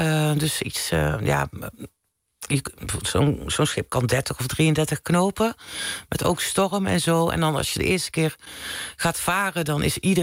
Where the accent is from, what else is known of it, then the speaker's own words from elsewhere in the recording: North Brabant, Netherlands; ik kom uit Brabant oorspronkelijk.